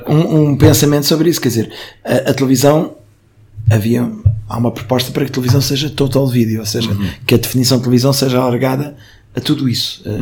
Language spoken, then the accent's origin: Portuguese; Lisbon, Portugal; Eu sou do bairro de Campolide, da origem, agora já não sou desse bairro